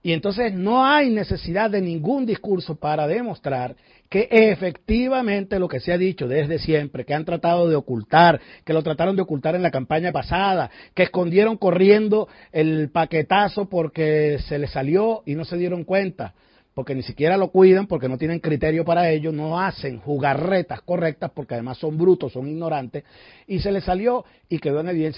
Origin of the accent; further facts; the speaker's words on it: Venezuela; con mucho dolor para nosotros que somos venezolanos como ellos